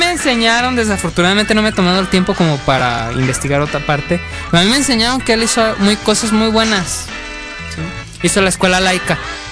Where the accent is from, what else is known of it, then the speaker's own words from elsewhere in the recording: Mexico; No, yo no soy gringo en ningún pinche momento. Soy mexicano. Hueso colorado.